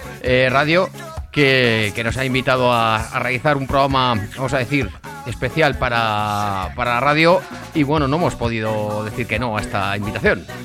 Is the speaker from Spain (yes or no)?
yes; Zaragoza, Aragon, Spain; que es el dial de esta radio en Zaragoza, que somos también de Zaragoza